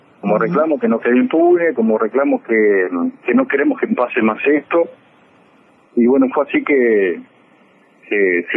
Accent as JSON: {"language": "Spanish", "town": "Pando", "region": "Canelones", "country": "Uruguay", "tie": "born or raised there", "said": "Yo lo conozco de chico, porque como me crié en Pando"}